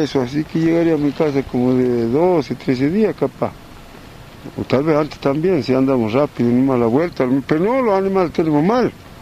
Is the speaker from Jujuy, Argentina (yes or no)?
yes; Susques, Jujuy, Argentina; Vengo de Susque, del interior de localidad Huanca, de mi domicilio del campo, Cuevas. Del campo vivo yo. Pero al pueblo tengo también casa donde hay escuela, todos se han educado a mis hijos. Yo también me eduqué ahí, en esa escuela.